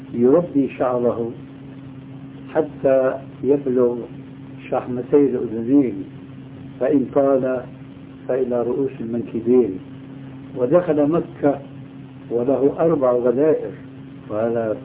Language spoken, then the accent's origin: Arabic; Syria; يضرب المثل لبعض الناس عندنا في سوريا